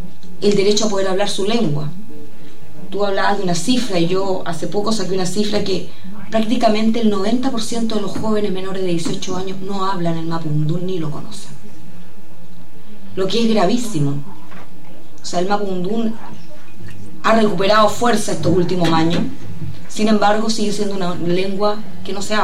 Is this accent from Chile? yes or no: yes; Chile; Yo también tengo una radio y también soy afectada como chilena de esta concentración.